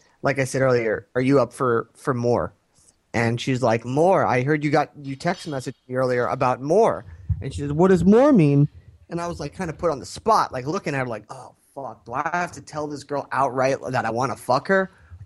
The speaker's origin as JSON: {"language": "English", "country": "United States", "said": "And you know me, I'm an American. I'm a white male."}